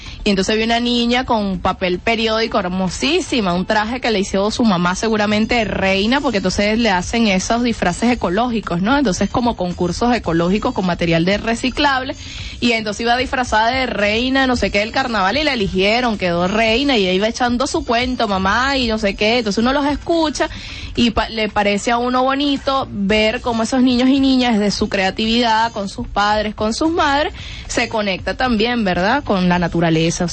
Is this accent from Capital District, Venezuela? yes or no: yes; Caracas, Capital District, Venezuela; cuando era niña, aquí también en Caracas bastante, que bailábamos Guayana es, Guayana es, me encanta.